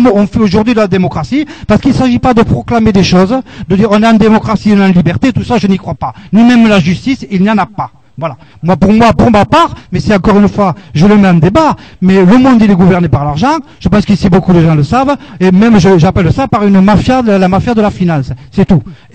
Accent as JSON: {"language": "French", "region": "Occitanie", "country": "France", "said": "Je viens du Lot. J'écoute de chez moi."}